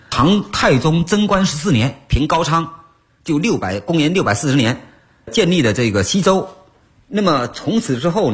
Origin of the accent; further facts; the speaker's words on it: Xiamen, Fujian, China; 而且呢跟我老家啊这个鼓浪屿的形状特别像